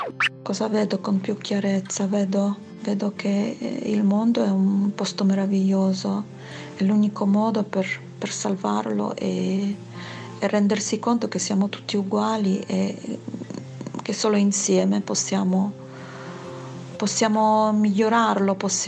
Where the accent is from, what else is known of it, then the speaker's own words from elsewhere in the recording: Poland; now in Salerno, Italy; Sono nata in Polonia, i miei genitori sono polacchi. Quando mi chiedono di dove sono, rispondo: vengo dalla Polonia ma vivo a Salerno.